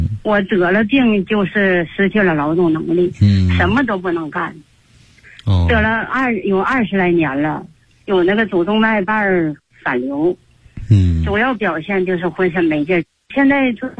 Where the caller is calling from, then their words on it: Qiqihar, Heilongjiang, China; 我是齐齐哈尔的，是您的新学员。